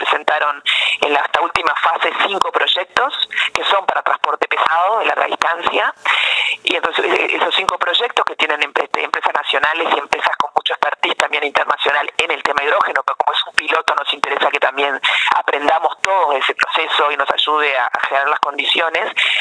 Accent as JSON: {"language": "Spanish", "country": "Uruguay", "said": "Con cuidado, gradualmente, como somos los uruguayos"}